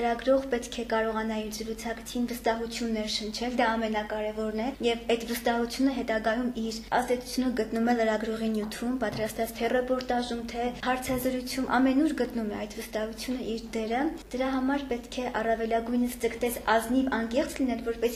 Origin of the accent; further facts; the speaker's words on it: Ukhtadzor, Nagorno-Karabakh, Azerbaijan; Ոչ, ես Հադրութից եմ, Հադրութի շրջանի Ուխտաձոր գյուղից։